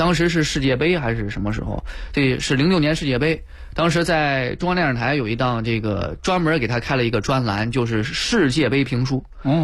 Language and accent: Chinese; Jinan, Shandong, China; 当时呢也是因为我是山东人嘛，然后在济南，我爸我妈呢管我比较严